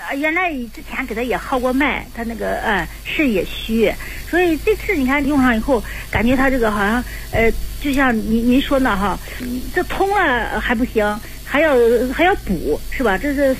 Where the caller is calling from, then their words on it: Shenyang, Liaoning, China; 我是沈阳的